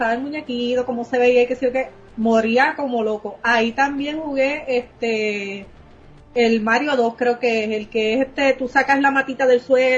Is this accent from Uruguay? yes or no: no; Coamo, Puerto Rico; also born or lived in Aibonito; yo nací en Aibonito, me crié en Coamo Arriba